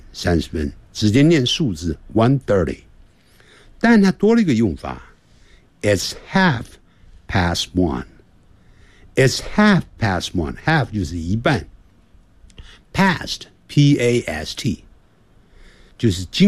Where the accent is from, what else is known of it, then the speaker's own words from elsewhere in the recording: China; 我们中国人在讲英文的时候常常呢会把英文当作中文的这个长度一样来讲，我们每一个字的中文的长度是一样的。